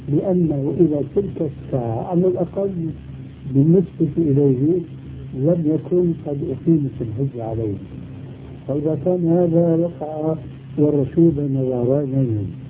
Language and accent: Arabic; Syria; وكلها لا تجوز عندنا في سوريا